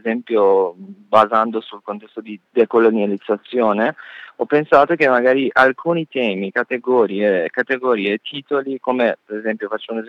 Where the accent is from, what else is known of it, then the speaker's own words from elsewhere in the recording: Iran; Italian is a second language; io da iraniano, mentre sono stato invitato come un artista iraniano